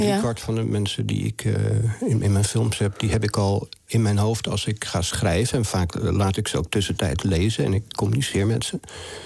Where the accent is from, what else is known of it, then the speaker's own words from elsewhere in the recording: Amsterdam, North Holland, Netherlands; born there; ik kom zelf uit arbeidersmilieu, zeg maar. Ik ben geboren in de Jordaan toen het nog een arbeiderswijk was.